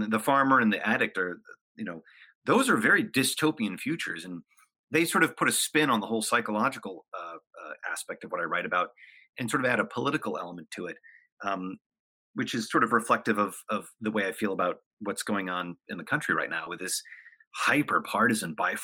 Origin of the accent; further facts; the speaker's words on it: Hollywood, California, United States; I came from a very dysfunctional family, a very dysfunctional upbringing. I grew up in Hollywood, which is extremely dysfunctional.